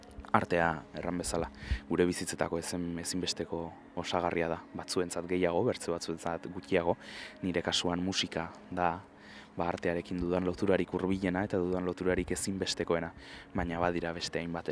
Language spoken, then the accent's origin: Basque; Bilbao, Basque Country, Spain; Bilboko kokapenak dira hauek, ba artearekin dudan lotura sendotu duten museoak zalantzarik gabe, nire haurtzaro eta gaztaroan.